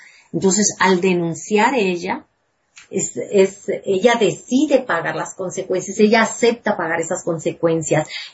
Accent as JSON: {"language": "Spanish", "country": "Mexico", "said": "necesitamos reflexionar como grupo, como mujeres, como hombres, como mexicanos"}